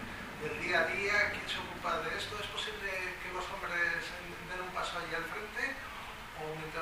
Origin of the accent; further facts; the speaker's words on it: Basque Country, Spain; yo me siento tan perplejo como vasco.